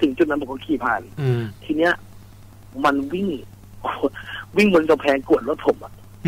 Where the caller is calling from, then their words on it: Ratchaburi, Thailand; ราชบุรีเลยครับ